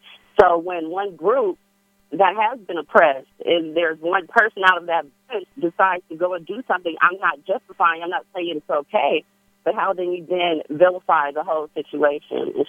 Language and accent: English; Oakland, California, United States; You know, I'm from Oakland. I'm from the Bay Area.